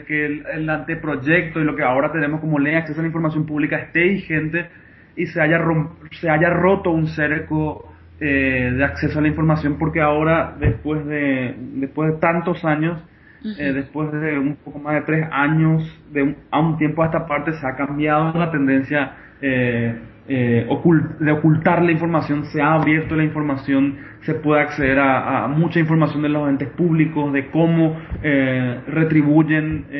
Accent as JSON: {"language": "Spanish", "country": "Paraguay", "said": "mi procedencia es de Paraguay. Actualmente estoy viviendo en las afueras de Asunción, de la capital. Tengo 27 años"}